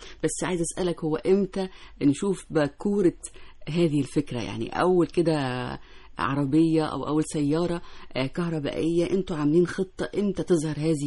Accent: Egypt; الأبحاث اللي موجودة في مراكز البحوث عندنا في مصر كتير جدا

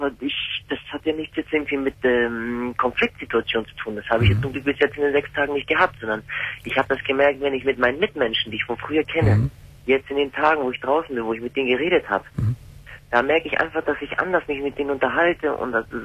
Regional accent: Hamburg, Germany; Also ich komme aus Hamburg, habe ein sehr schweres Leben gehabt, bin in Problemstadtteilen aufgewachsen, in Asylheim. Ich komme aus dem ehemaligen Jugoslawien

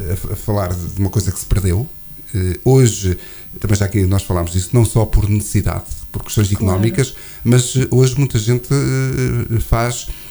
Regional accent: Oliveira do Hospital, Coimbra, Portugal; sou de Oliveira do Hospital de Gema, sou oliveirense de Gema

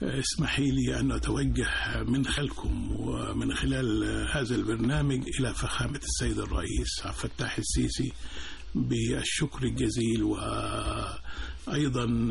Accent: Akhmim, Sohag Governorate, Egypt; لي الشرف الانتماء لهذه الأرض الطيبة من مدينة ومركز أخميم محافظة السوهاج في صعيد مصر

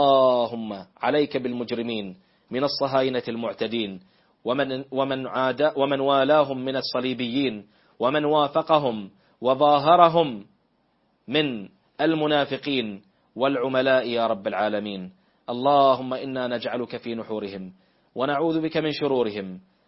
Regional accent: Bahrain; اللهم احفظ بلادنا البحرين

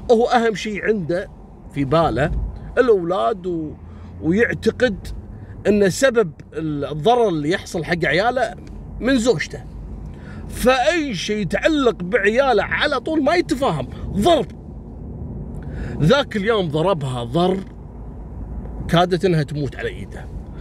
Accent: Kuwait; بداية عام 2002 عندنا في الكويت، في امرأة كويتية زوجها ضاربها

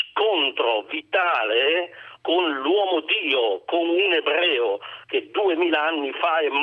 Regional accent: Turin, Piedmont, Italy; Sono torinese, Palazzo Campana, laureato, anni 65.

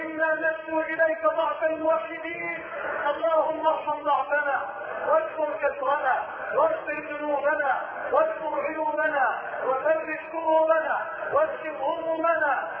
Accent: Egypt; اللهم اجعل بلدنا مصر راحة للامن والامان

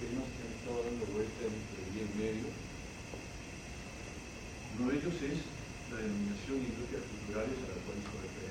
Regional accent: Argentina; En mi país, la Argentina, nos rige una ley del año 1980

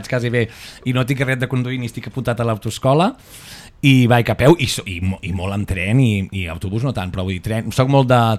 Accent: Sabadell, Catalonia, Spain; els que som de Sabadell, que jo sí, és el barri on vaig néixer, que vaig estar fent els 5 anys

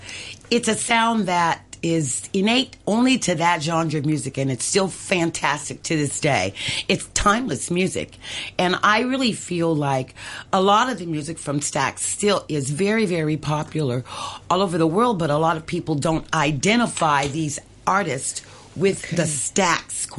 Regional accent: Memphis, Tennessee, United States; And since I grew up in Memphis

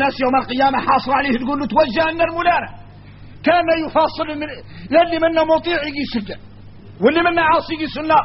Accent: Mauritania; احنا راك موريتاني عندنا فهم عن مولانا خاص

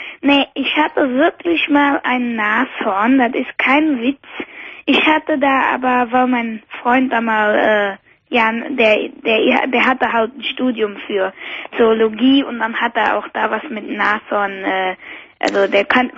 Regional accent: Cologne, North Rhine-Westphalia, Germany; ich bin eine Kölsche Mädchen

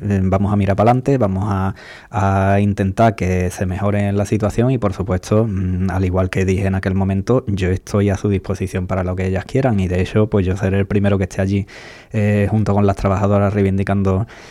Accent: Ubrique, Andalusia, Spain; felicitarnos a todos los andaluces, ubriqueños también, como buenos andaluces que somos

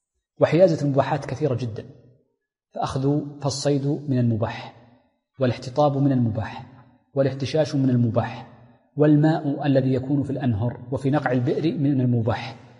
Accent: Hejaz, Saudi Arabia; والتين عندنا في الحجاز مثلا في الطائف

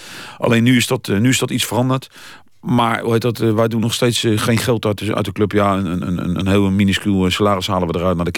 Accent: The Hague, South Holland, Netherlands; born there; ik ben geboren in het Zuiderpark of naast het Zuiderpark.

